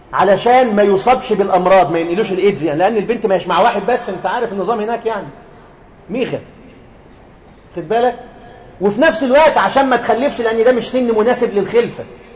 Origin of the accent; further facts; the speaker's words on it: Egypt; احنا عندنا في مصر هنا بنات في الاعدادي